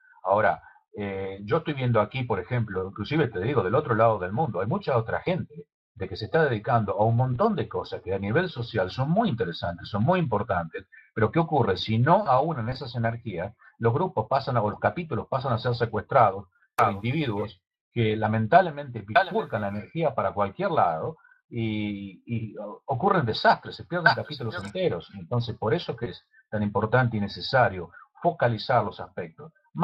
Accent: Rosario, Santa Fe, Argentina; yo originalmente vengo de Rosario, estuve ahí hace un año atrás y he visto lo que pasó.

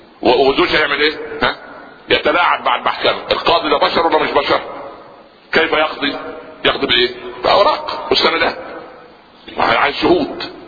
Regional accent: Upper Egypt, Egypt; في مثل عندنا في الصعيد

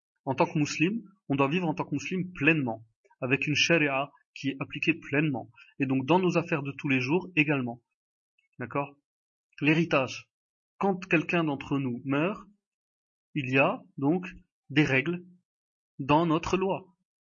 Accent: France; born there; nous les Marocains, quand on va au consulat du Maroc, si vous êtes donc comme moi je suis né en France

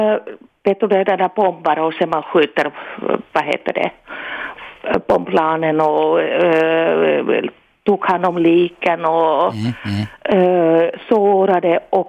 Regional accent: Finland; Swedish is a second language; Som man hör att jag är finska.

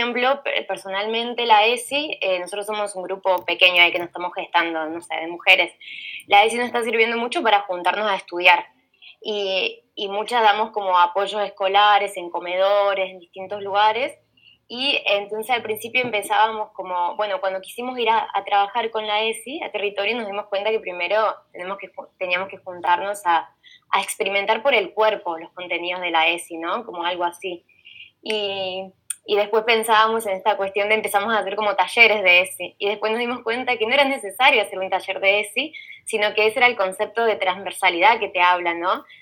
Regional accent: Argentina; yo soy del interior de la Argentina, ¿no?

